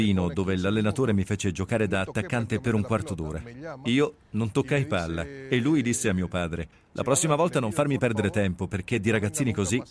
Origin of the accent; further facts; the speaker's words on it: Paraguay; quando ero piccolo in Paraguay